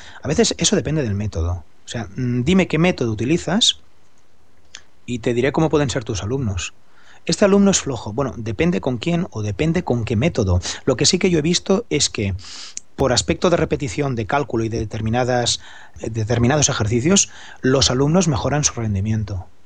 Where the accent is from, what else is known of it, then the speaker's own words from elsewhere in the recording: Barcelona, Catalonia, Spain; Soy profesor de España, Barcelona, y doy actualmente clases en sexto de primaria.